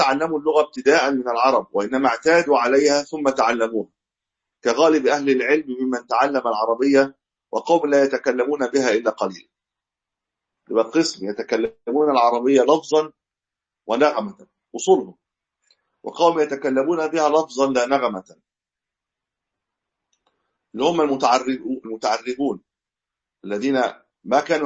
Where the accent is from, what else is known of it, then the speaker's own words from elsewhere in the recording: Egypt; كما عندنا في مصر الشام إلى غير ذلك